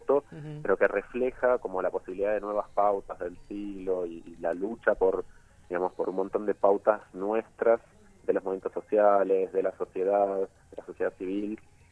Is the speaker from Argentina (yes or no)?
yes; Argentina; now in Brazil; soy argentino, pero vivo hace cinco años en Brasil.